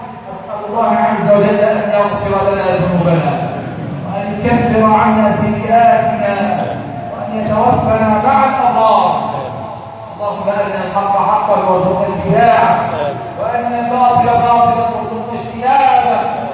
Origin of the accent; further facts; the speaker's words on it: Egypt; اللهم اجعل بلدنا مصر امنا امانا